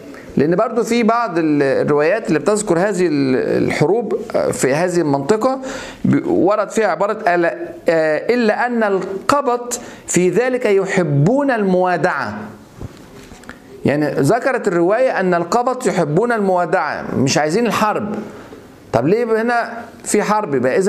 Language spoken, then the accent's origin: Arabic; Egypt; فيعني احنا عندنا في مصر مثل بنقوله من فات قديم وتاه